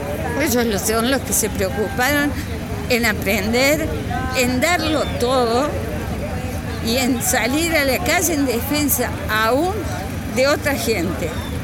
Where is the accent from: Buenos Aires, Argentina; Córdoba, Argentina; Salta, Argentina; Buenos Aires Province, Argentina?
Córdoba, Argentina; Carlos Paz; nacida y criada en Carlos Paz